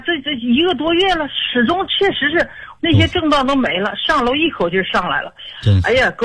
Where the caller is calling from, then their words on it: Qiqihar, Heilongjiang, China; 我是齐齐哈尔的朋友